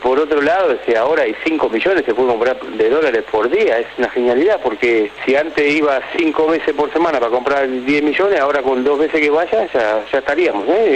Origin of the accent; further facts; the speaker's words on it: Liniers, Buenos Aires, Argentina; de Liniers.